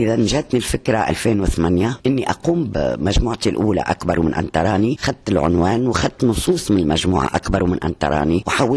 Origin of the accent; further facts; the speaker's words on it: Tunisia; ونقول أنا امرأة تونسية